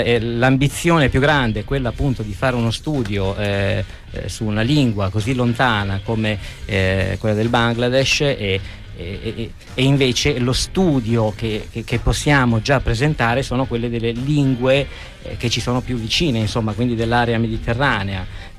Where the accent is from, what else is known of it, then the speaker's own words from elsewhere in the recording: Portocannone, Molise, Italy; born there; in Molise negli anni 50, precisamente a Porto Cannone, il paese che mi è tanto caro perché ci sono nato